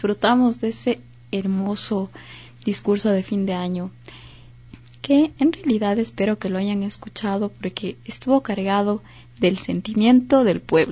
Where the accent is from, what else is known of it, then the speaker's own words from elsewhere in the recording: Ecuador; algo que hemos construido como ecuatorianos, como nos caracteriza nuestro ser social ecuatoriano.